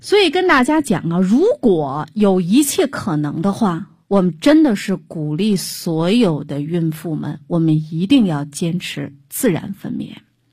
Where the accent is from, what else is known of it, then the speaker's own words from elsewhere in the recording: China; 那怎么的，我们中国人就不能正常的去生孩子吗？